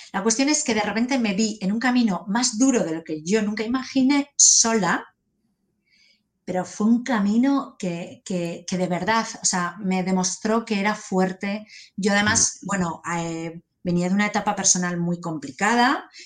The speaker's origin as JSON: {"language": "Spanish", "country": "Spain", "said": "Y le digo, ¿cómo saben que soy española?"}